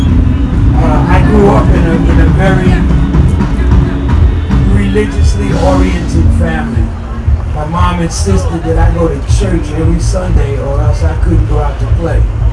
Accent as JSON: {"language": "English", "town": "Brooklyn", "region": "New York", "country": "United States", "tie": "born or raised there", "said": "I'm a son of Brooklyn. I grew up in Bed-Stuy. I've been running all of these streets my whole life."}